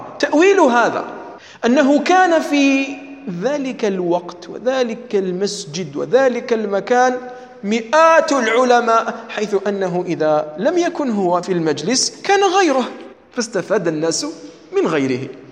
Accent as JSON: {"language": "Arabic", "country": "Algeria", "said": "أما مثلا عندنا في الجزائر فلا يجوز"}